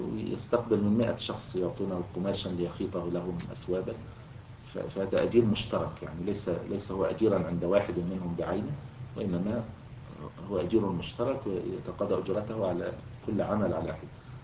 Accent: Egypt; يعني كان موجودا عندنا في مصر الوقت قريب يعني في القرى

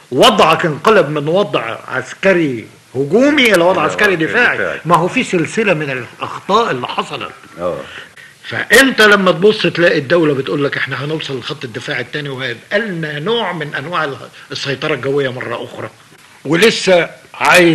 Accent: Egypt; انا مواطن مصري هتحمل مسؤوليه الهزيمه

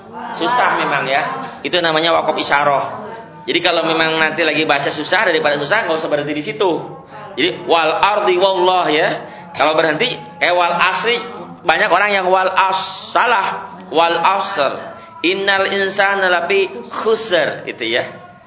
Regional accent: West Java, Indonesia; Itu penyakit kita orang Sunda.

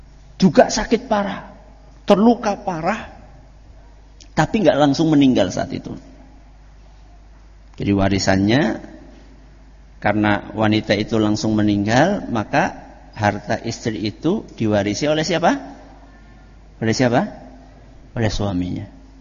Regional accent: Java, Indonesia; Kalau bahasa kita orang Jawa, disupatani.

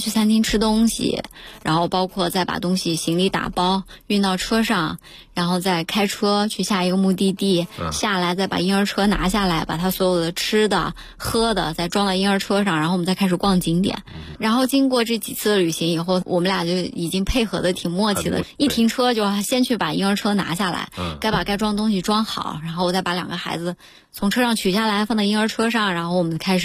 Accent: Xinjiang, China; 因为我家是新疆的。

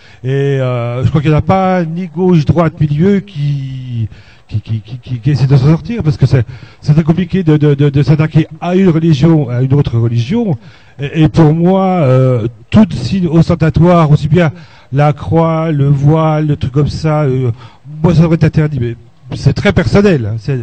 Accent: Besançon, Bourgogne-Franche-Comté, France; moi je suis de Besançon

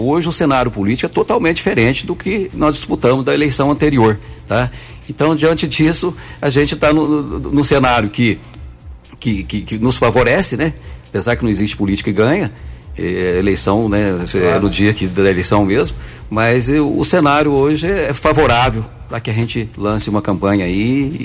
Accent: Guaranésia, Minas Gerais, Brazil; eu sou um guaranesiano nato, nascido e criado em Guaranésia, vivi na área rural, vivi o dia a dia dos guaranesianos

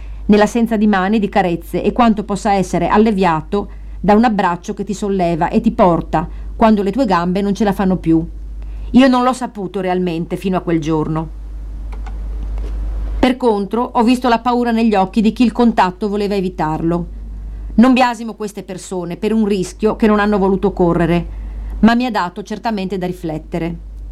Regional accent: Sardinia, Italy; born there; moved away; Noi siamo nate in Sardegna. Entrambe l'abbiamo lasciata per ragioni diverse

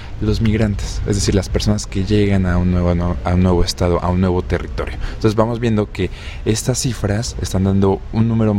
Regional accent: Mexico City, Mexico; no tengo un acento europeo, ¿verdad? nosotros venimos del Distrito Federal

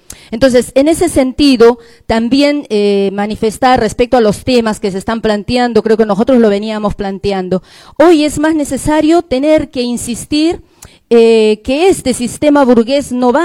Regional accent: Peru; now in Argentina; es cierto, somos peruanos, pero somos parte de la lucha del pueblo argentino

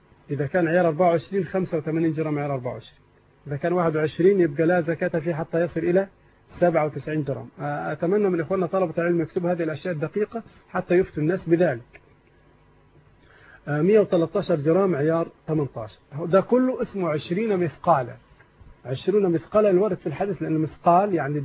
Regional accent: Egypt

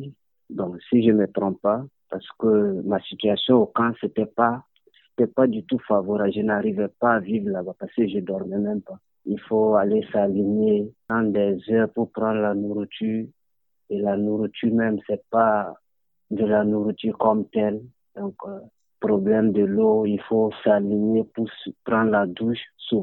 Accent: Burkina Faso; moved away as an adult; now in Greece; Je viens du Burkina Faso.

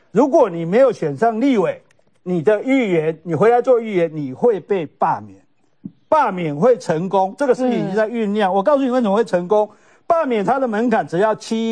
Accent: Kaohsiung, Taiwan; 因为我是高雄人啊

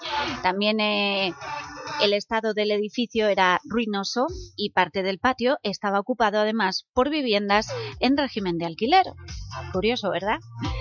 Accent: Elche, Valencian Community, Spain; born there; porque yo soy nacida en Elche

